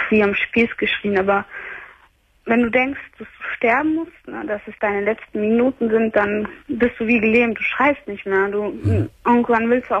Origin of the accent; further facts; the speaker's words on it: Brazil; Ich bin Brasilianerin.